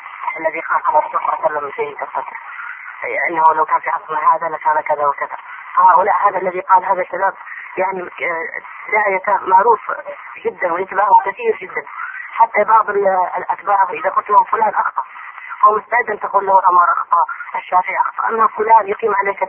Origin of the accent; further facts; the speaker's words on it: Hadhramaut, Yemen; عندنا في حضرموت